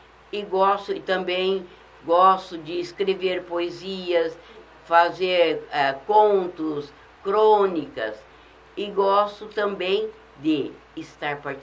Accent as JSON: {"language": "Portuguese", "town": "Novo Horizonte", "region": "Mato Grosso", "country": "Brazil", "tie": "born or raised there", "said": "Aposentei, voltei para o estado do Mato Grosso, para a minha cidade natal, que é Novo Horizonte."}